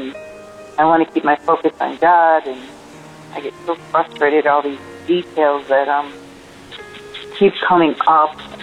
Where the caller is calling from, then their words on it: Alabama, United States; and I'm calling from Alabama.